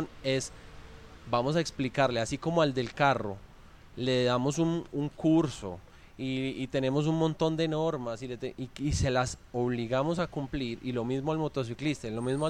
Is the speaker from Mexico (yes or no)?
no; Colombia; como buenos colombianos somos muy liberales para exigir derechos